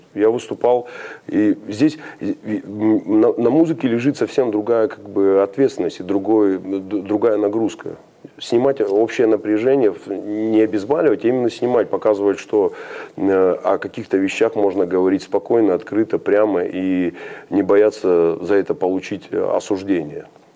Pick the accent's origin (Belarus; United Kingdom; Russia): Russia; Rostov-on-Don, Rostov Oblast; Ну, я из Ростова-на-Дону.